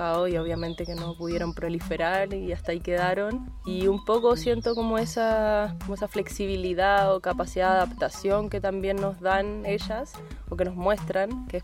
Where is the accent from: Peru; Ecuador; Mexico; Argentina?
Argentina; Buenos Aires; trabajo con plantas. Hace varios años nací en Buenos Aires, en Argentina, muy alejada de las plantas. Me crié en la ciudad, en Capital Federal. En mi casa no había jardín.